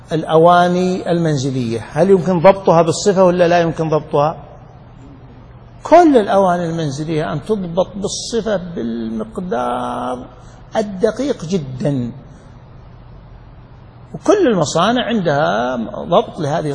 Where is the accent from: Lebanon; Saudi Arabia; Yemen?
Saudi Arabia; Najd; كانوا يسمونه عندنا في نجد